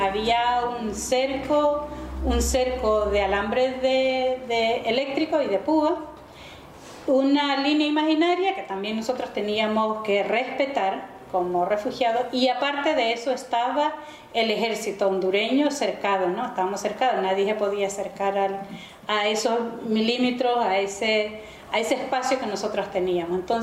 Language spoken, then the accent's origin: Spanish; Chalatenango, El Salvador; soy del departamento de Chalatenango, al norte de El Salvador. Soy de familia campesina, soy una campesina, aunque ahora no laboro la tierra, pero bueno, es parte del desarraigo que tenemos muchas personas. En el 81 fui a parar a Mesa Grande.